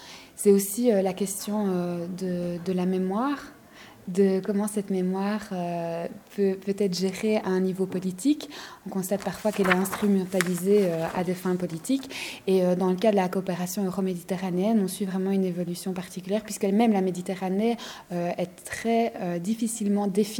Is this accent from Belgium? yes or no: yes; Belgium; je suis belge